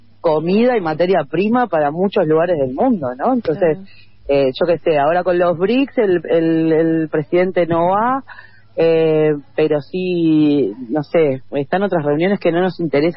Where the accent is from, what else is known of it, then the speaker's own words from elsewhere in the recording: Uruguay; en un país que somos 3 millones, o sea, somos un barrio de San Pablo